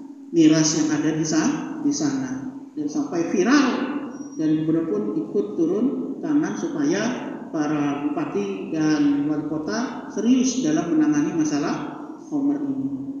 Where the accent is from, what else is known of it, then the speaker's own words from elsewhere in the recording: Sumatra, Indonesia; Saya ini dari Sumatera, Pak.